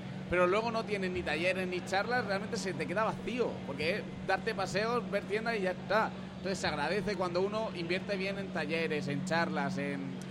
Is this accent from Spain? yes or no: yes; Murcia, Region of Murcia, Spain; Yo, por ejemplo, vengo de Murcia